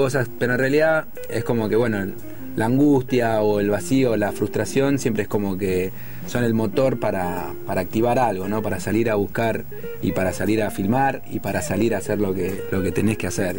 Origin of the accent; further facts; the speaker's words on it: Buenos Aires, Argentina; Chacarita, Villa Crespo, Buenos Aires, Argentina.